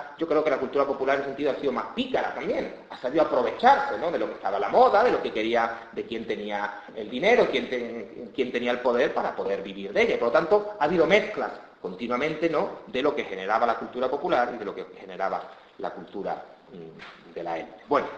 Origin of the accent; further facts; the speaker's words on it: Seville, Andalusia, Spain; los sevillanos, que somos todos barrocos, yo soy también sevillano, y soy más barroco que muchos, pues soy del Betis